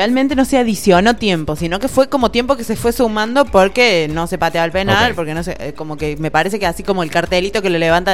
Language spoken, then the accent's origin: Spanish; Argentina; soy argentina